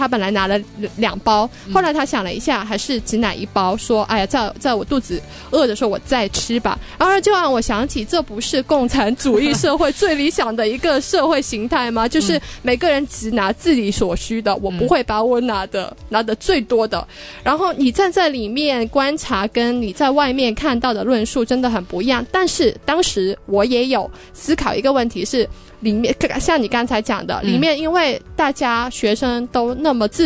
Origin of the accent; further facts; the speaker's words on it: Hong Kong; 我自己作为一个香港人